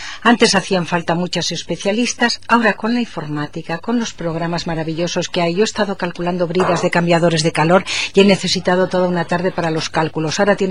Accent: Aragon, Spain; y naturalmente me siento profundamente aragonesa

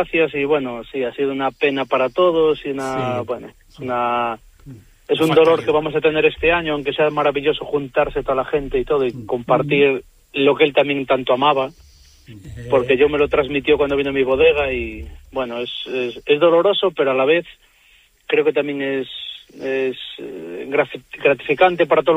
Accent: Spain; Porque la mitad de mi pueblo pertenece a Galicia, la otra mitad pertenece a Castilla y León.

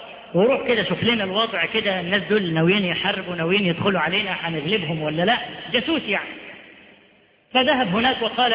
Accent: Upper Egypt, Egypt; ده احنا عندنا في الصعيد لحد دلوقتي

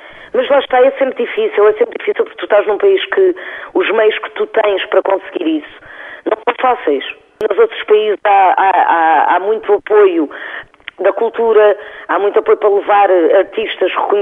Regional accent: Portugal; eu acho que nós temos uma capacidade que poucos povos têm enquanto portugueses, é que nós somos um povo que ouve música do mundo

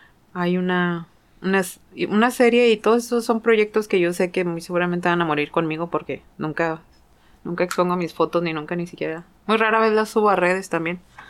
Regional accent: Sayula, Jalisco, Mexico; born there; Mi niñez, pues, nací en Sayula, Jalisco. Mi mamá siempre me dijo que en Guadalajara, pero descubrí que nací en Sayula, Jalisco, lo cual está bien chido.

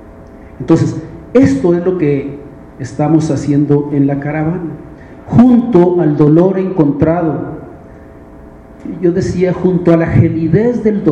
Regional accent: Chihuahua, Mexico; Como venimos de Chihuahua, y como hubo una alternancia política, alguna gente creyó que se solucionaban los problemas

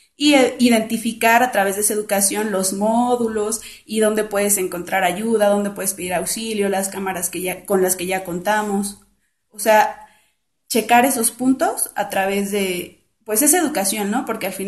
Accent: Iztacalco, Mexico City, Mexico; vivo aquí en Iztacalco, viví toda mi vida y ahorita, por cuestiones de mi vida, soy radico en Iztapalapa, pero todas mis actividades yo las realizo en la colonia agrícola oriental de Iztacalco.

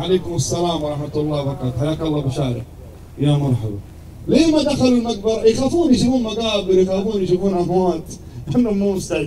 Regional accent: Jeddah, Makkah Province, Saudi Arabia; سووا له مصلى متنقل عندنا في جدة

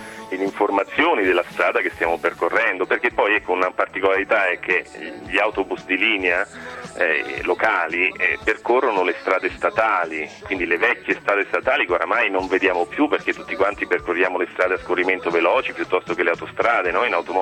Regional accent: Marche, Italy; io che sono marchigiano magari non ho mai percorso.

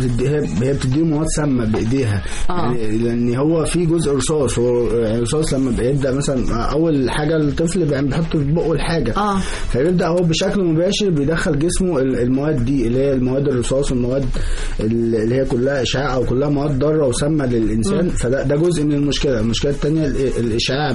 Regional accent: Egypt; احنا بفضل الله خلاص بقى عندنا في مصر مصنع

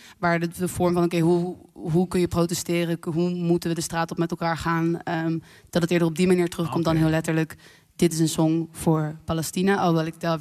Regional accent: Purmerend, North Holland, Netherlands; En als kind zong ik in een kinderkoor in Purmerend, overigens, waar ik ben geboren.

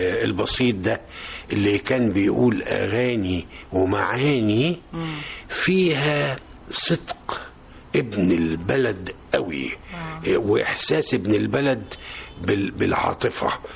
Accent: Shubra, Cairo Governorate, Egypt; بليغ حمدي جاري وزميلي ودفعتي في شبرا برضو احنا من شبرا احنا من حي برضو ما هوش يعني ايه لا مصر الجديدة ولا جاردن سيتي لكن شبرا

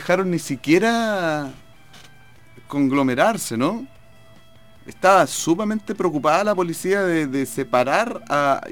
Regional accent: Chile; yo me siento chileno, yo soy chileno y no me gusta que me llamen de otra manera sino como eso.

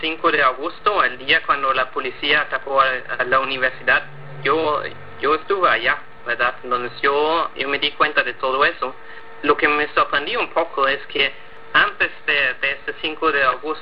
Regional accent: Schleswig-Holstein, Germany; Spanish is a second language; now in Nicaragua; yo soy de la frontera entre Alemania y Dinamarca originalmente, pero actualmente estoy aquí en Nicaragua escribiendo mi tesis de doctorado

